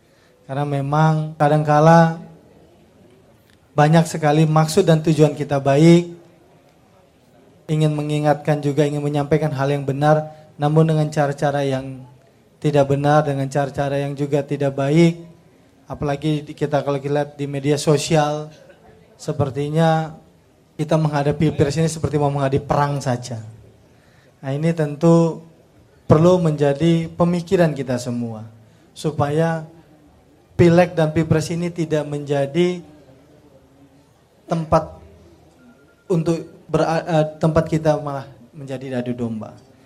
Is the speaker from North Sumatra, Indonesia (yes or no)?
yes; North Sumatra, Indonesia; bahwa saya berasal dari Tapanuli Selatan. Kalau rekan-rekan belum tahu, Tapanuli Selatan itu berjarak 480 km dari kota Medan.